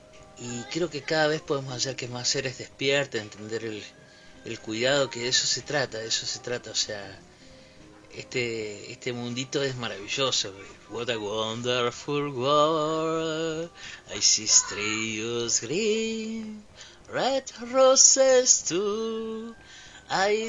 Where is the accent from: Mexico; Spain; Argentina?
Argentina; Patagonia; Yo soy originario de Patagonia también.